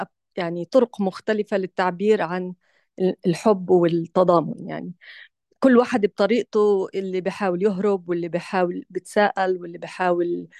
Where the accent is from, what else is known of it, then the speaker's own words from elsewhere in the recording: Gaza, Gaza Strip, Palestine; كوني أنا نفسي من غزة يعني، أو يعني أصلي من غزة ولي لا زال هناك أحباب